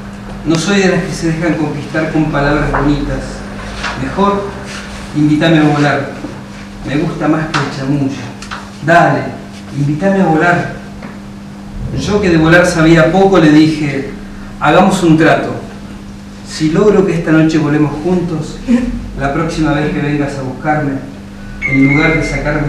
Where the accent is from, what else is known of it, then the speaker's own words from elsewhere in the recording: Neuquén, Argentina; vengo de la ciudad de Neuquén, soy nacido en Neuquén, una provincia muy bonita de nuestra Patagonia, y estoy acá en San Luis